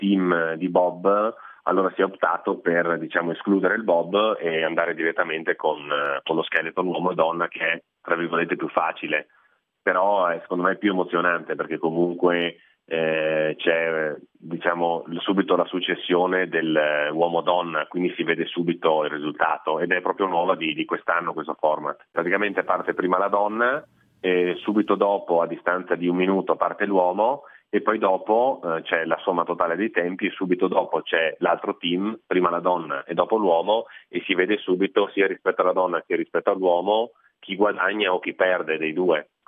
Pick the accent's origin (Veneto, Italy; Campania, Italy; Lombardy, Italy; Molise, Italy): Veneto, Italy; Cortina d'Ampezzo; io sono di Cortina e la pista da bob comunque da noi è un must